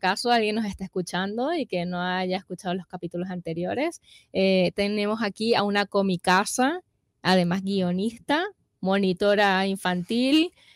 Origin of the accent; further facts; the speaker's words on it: Spain; lo voy a decir ahora como soy española